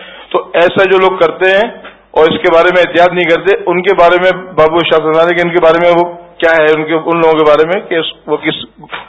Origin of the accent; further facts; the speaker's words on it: Karachi, Sindh, Pakistan; اور میں کراچی سے تعلق رکھتا ہوں.